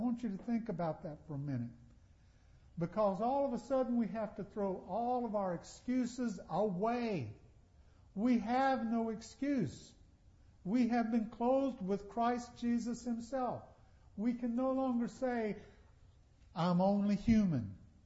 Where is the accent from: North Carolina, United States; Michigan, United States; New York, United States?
North Carolina, United States; Charlotte; born there; And I would say, well, I was born in Charlotte, here in North Carolina.